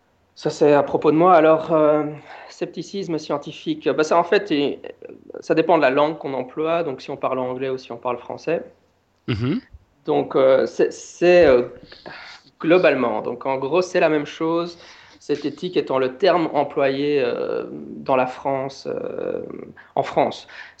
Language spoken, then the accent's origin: French; Belgium; Yay, because, ah oui, je suis belge donc.